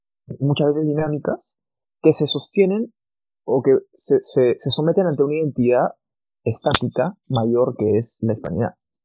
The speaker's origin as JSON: {"language": "Spanish", "country": "Peru", "lives_now": "Chile", "said": "lo digo yo como peruano que vive en Chile"}